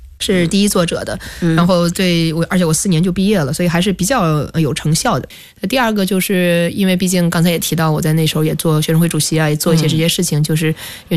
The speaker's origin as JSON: {"language": "Chinese", "country": "China", "tie": "born or raised there", "said": "我们在中国的这个环境长大"}